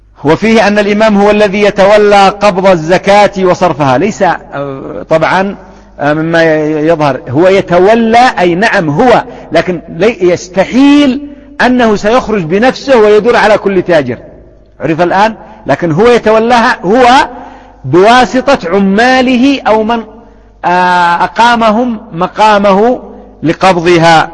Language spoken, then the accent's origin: Arabic; Yemen; لكن ما كان النظام عندنا في اليمن بالنسبة علماني بحت في بعض الأنظمة